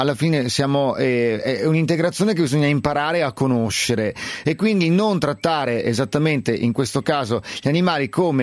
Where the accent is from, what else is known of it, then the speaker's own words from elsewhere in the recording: Milan, Lombardy, Italy; adesso io conosco qui perché sono di Milano